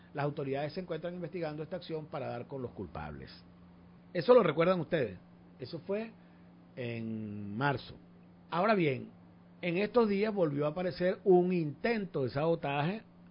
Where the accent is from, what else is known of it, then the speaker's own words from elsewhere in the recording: Llanos, Venezuela; yo aquí, como buen llanero